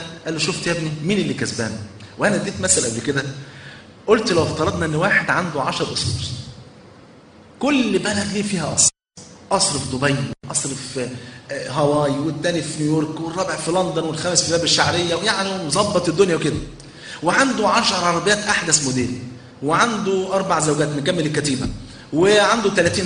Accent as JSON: {"language": "Arabic", "country": "Egypt", "said": "ده عندنا في مصر"}